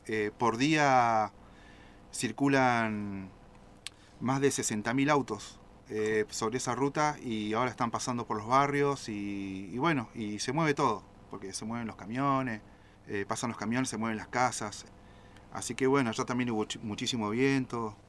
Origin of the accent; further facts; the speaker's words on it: Comodoro Rivadavia, Chubut, Argentina; Yo soy nacido en Comodoro también, de la ciudad de los vientos.